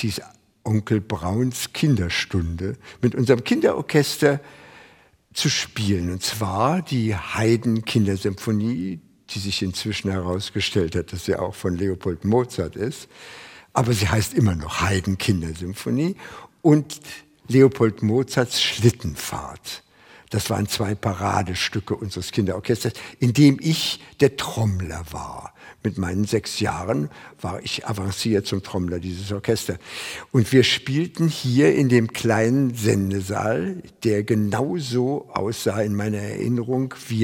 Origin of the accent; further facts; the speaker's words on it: Lankwitz, Berlin, Germany; born there; 1924 in Lankwitz geboren